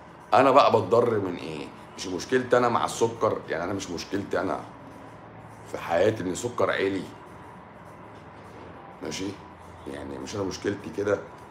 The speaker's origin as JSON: {"language": "Arabic", "town": "Tanta", "region": "Gharbia", "country": "Egypt", "tie": "born or raised there", "said": "بلدي طنطا انا احب اعيش اول"}